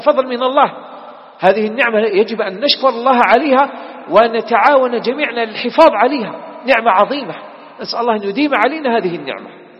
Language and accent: Arabic; Algeria; انتبهوا يا إخوان، بلدنا الجزائر مستهدفة